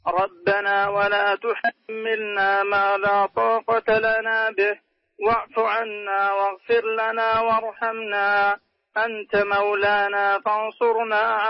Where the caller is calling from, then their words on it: Riyadh, Riyadh Province, Saudi Arabia; من الرياض.